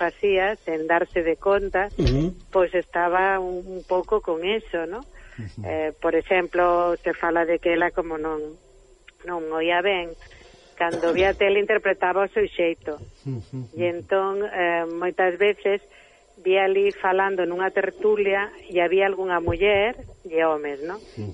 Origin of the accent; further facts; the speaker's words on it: Catalonia, Spain; Eu criei-me aquí en Cataluña desde os 2 anos.